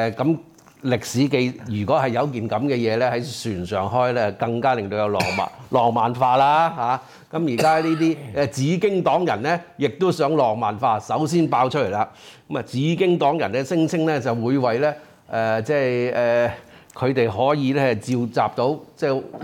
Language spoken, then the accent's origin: Cantonese; Hong Kong; 我哋香港人係。Beyond 我哋嘅 comprehension